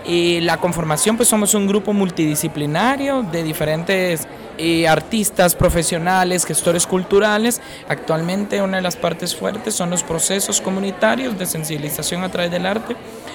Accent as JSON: {"language": "Spanish", "country": "Guatemala", "said": "soy de Guatemala"}